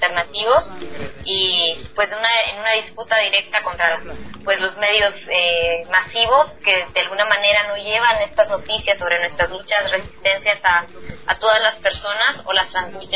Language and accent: Spanish; Totonicapán, Guatemala; soy una mujer de Totonicapán, Guatemala, maya quiché.